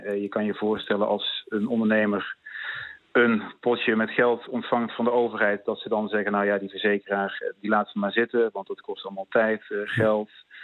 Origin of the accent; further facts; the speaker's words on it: North Brabant, Netherlands; u hoort het aan mijn stem waarschijnlijk, ik kom uit Brabant